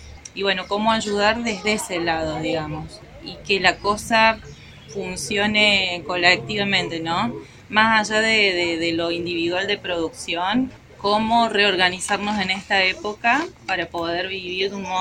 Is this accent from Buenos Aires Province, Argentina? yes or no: no; Cabalango, Córdoba, Argentina; Soy de Cabalango y vengo a escuchar, a aprender un poquito.